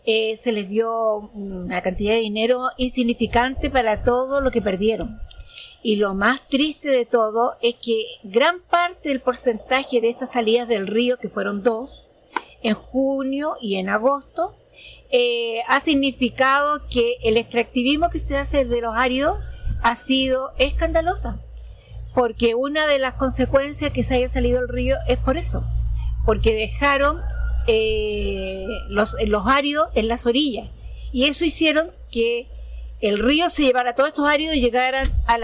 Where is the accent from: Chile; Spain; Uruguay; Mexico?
Chile; Docamávida, Maule; vengo de la comunidad de Docamávida, es una comunidad absolutamente agrícola, a 30 kilómetros de la playa.